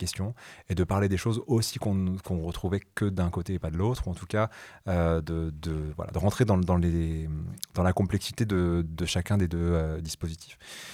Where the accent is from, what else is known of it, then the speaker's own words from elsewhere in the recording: France; quand vous enquêtez en Allemagne en tant que petit Français